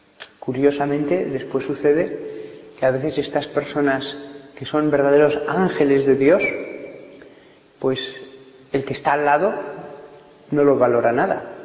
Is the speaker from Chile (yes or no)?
no; Barbastro, Aragon, Spain; Yo he conocido en Barbastro, de donde soy